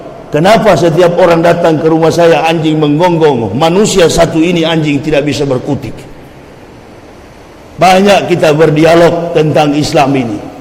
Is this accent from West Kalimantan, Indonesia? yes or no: no; Manado, North Sulawesi, Indonesia; Apalagi di kampung halaman saya di Manado.